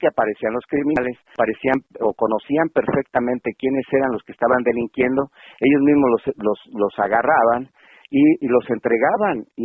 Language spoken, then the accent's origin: Spanish; Michoacán, Mexico; porque somos del estado de Michoacán